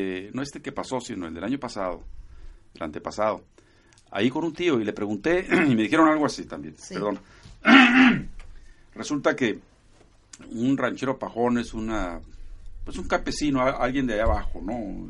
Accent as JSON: {"language": "Spanish", "town": "Tijuana", "region": "Baja California", "country": "Mexico", "tie": "born there", "said": "yo soy de Jalisco prácticamente. O sea, yo nací en Tijuana. Al año que llegamos a Tijuana, en el 52... En el 53 nací, pero la comida, la música, sí. las tradiciones religiosas, todos venían de Jalisco"}